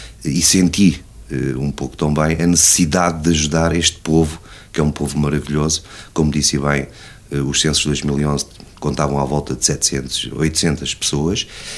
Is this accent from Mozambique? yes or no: no; Oliveira do Hospital, Coimbra, Portugal; now in Bobadela, Portugal; sou natural de Oliveira do Hospital, resido na freguesia da Bobadela há 30 anos